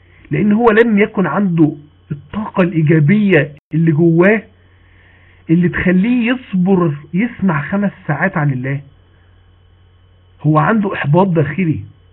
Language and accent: Arabic; Mansoura, Dakahlia, Egypt; اعلى كلاس موجود عندنا في المنصوره